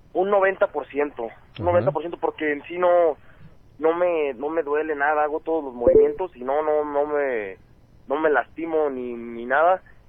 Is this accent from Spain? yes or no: no; Guadalajara, Jalisco, Mexico; Que voy a iniciar allá en mi tierra, en Guadalajara, voy a iniciar mi regreso.